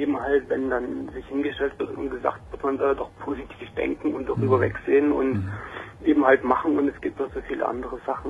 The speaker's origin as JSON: {"language": "German", "region": "East Germany", "country": "Germany", "tie": "born there", "said": "Ich muss jetzt sagen, ich bin in der Ex-DDR geboren."}